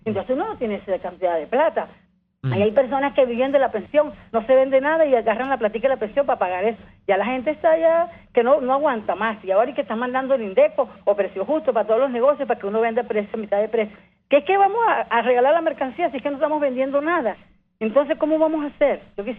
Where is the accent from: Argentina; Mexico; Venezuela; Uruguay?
Venezuela; Puerto La Cruz, Anzoátegui; En la Cuarta República, yo estaba pequeña y mis calles, yo soy de Oriente, de Puerto La Cruz, esas calles las arreglaron siempre.